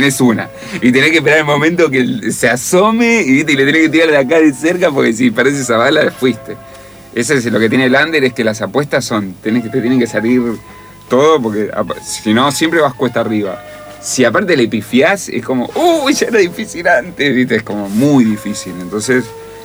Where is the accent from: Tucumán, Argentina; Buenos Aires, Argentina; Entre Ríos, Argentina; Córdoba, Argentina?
Buenos Aires, Argentina; Yo, mi papá es santafesino, mi mamá de Chubut. Soy el único porteño de toda mi familia porque nací acá, igual me siento un porteño.